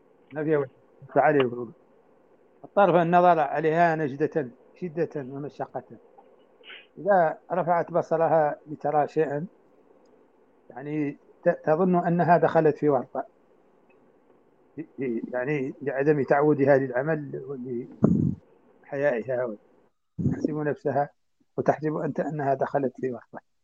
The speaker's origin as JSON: {"language": "Arabic", "country": "Mauritania", "said": "يعني النبات عندنا في موريتانيا هو نفس الطالح في المدينة يشبهه تماما"}